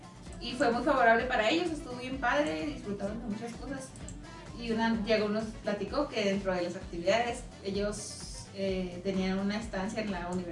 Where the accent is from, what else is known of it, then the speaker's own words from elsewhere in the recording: El Salvador; El Salvador.